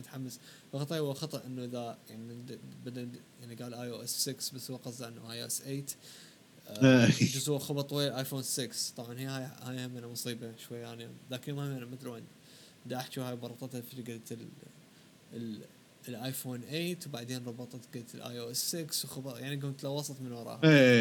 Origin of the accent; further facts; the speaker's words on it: Iraq; ممكن بالنسبة كعراقيين بالذات إنه نحن عراقيين